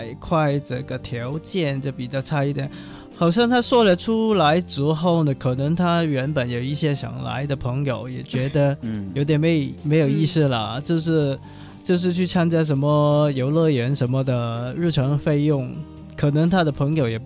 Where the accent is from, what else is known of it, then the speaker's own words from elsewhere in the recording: Hong Kong; 这方面我们香港人也跟你们差不多了